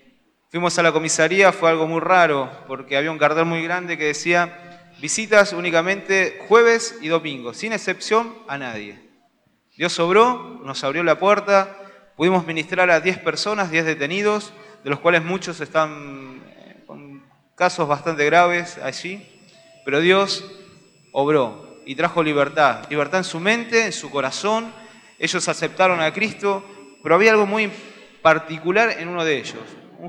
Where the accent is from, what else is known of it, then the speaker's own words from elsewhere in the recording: Florencio Varela, Buenos Aires Province, Argentina; Somos de Florencio Varela, estamos en la iglesia de Nueva Esperanza, Dimensión de Vida, La Bautista.